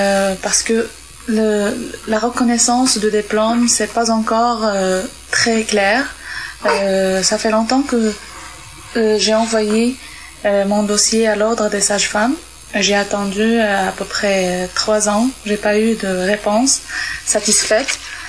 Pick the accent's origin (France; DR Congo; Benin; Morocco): Morocco; chez nous, au Maroc, c'est médical